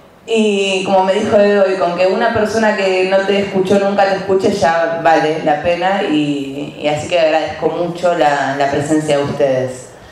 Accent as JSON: {"language": "Spanish", "town": "Quilmes", "region": "Buenos Aires Province", "country": "Argentina", "said": "yo soy de Quilmes"}